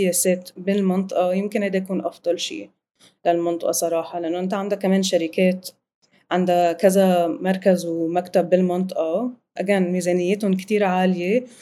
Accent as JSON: {"language": "Arabic", "country": "Lebanon", "said": "أنا من لبنان"}